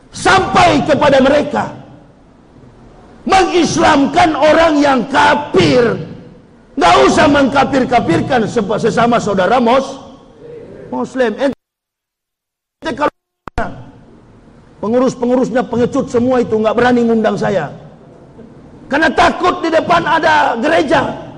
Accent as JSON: {"language": "Indonesian", "town": "Manado", "region": "North Sulawesi", "country": "Indonesia", "tie": "born or raised there", "said": "Manado, kampung halaman saya, belum saya masuk Islam, Manado itu 0,18% umat Islamnya."}